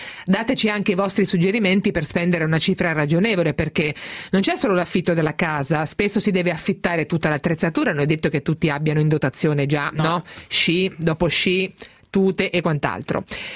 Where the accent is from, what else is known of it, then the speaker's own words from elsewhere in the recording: Ancona, Marche, Italy; born there; essendo nata ad Ancona, sono una marinaretta nata.